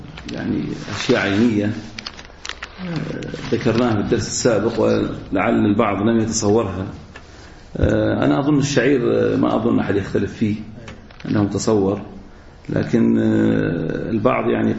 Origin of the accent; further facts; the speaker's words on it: Al-Ahsa, Eastern Province, Saudi Arabia; عندنا في الأحساء